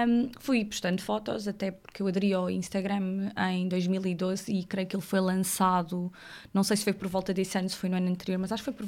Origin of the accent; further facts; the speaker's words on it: Évora, Alentejo, Portugal; moved away as an adult; now in Lisbon, Portugal; Eu sou natural de Évora, Alentejo. Sou alentejanita. Vim estar para Lisboa com 19.